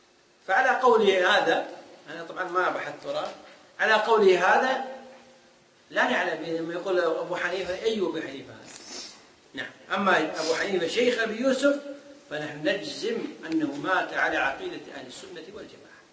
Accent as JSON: {"language": "Arabic", "country": "Kuwait", "said": "عندنا في الكويت"}